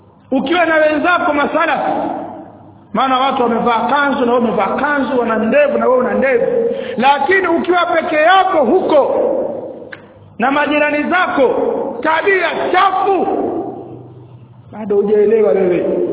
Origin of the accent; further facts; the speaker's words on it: Tanga, Tanga Region, Tanzania; Leo mimi natoka Tanga huko ni Mdigo, nimekuja kwa ndugu zangu hapa Masalafu